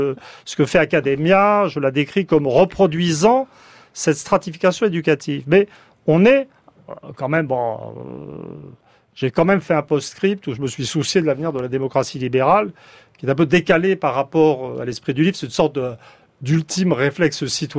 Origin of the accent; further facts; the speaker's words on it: France; Alors, ce qui me rend un peu triste en tant que Français